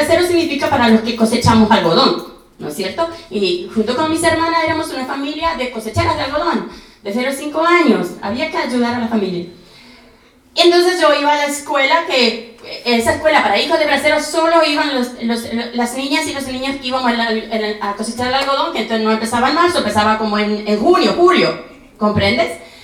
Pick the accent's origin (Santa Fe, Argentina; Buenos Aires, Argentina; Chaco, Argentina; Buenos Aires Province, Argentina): Chaco, Argentina; Yo, por ejemplo, soy chaqueña. Con mucho orgullo. Es una ciudad a la cual yo le llamo todavía pueblo, porque esas ciudades del interior todavía se vive, se piensa como pueblo